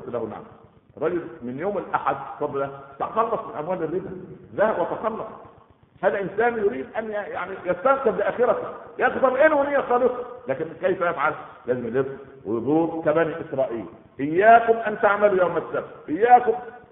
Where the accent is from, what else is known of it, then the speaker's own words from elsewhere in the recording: Egypt; هكذا يقال في المثل عندنا في مصر، طالما في مغفل يبقى في نصاب